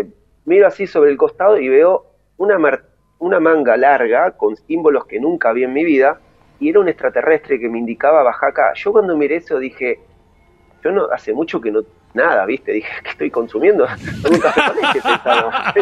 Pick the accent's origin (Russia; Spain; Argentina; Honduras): Argentina; Lanús, Buenos Aires Province; Yo vengo de Lanús Este